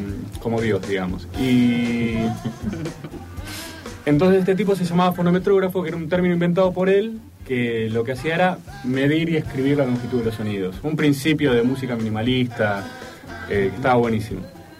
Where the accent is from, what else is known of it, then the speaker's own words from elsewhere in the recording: Greece; Yo soy griego.